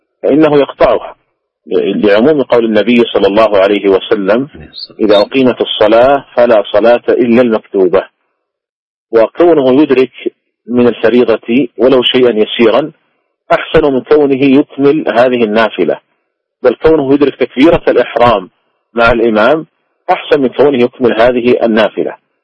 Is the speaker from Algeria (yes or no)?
no; Saudi Arabia; ومثلا عندنا في المملكة العربية السعودية